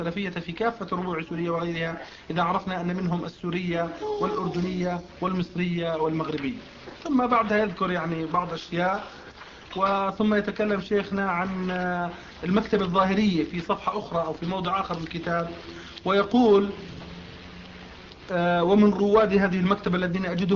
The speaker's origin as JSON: {"language": "Arabic", "town": "Riyadh", "region": "Riyadh Province", "country": "Saudi Arabia", "said": "من الرياض."}